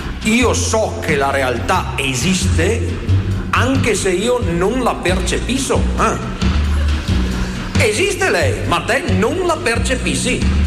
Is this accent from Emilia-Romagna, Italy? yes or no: no; Veneto, Italy; Io so bene cos'è la nebbia, perché vengo dal Polesine, nebbia è il prodotto interno lordo del Polesine.